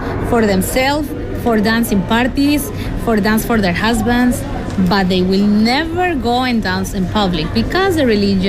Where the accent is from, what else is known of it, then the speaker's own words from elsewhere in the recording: Mexico; English is a second language; moved away as an adult; I can be a dance teacher, and I'm from Mexico.